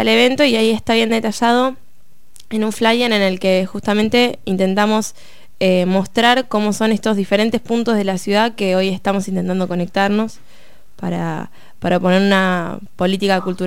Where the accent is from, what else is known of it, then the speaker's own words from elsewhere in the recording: La Plata, Buenos Aires Province, Argentina; por lo menos los que somos de acá de La Plata